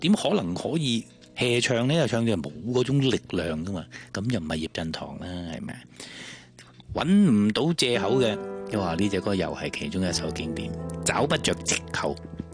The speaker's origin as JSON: {"language": "Cantonese", "region": "Guangdong", "country": "China", "said": "可能我哋都系广东人。"}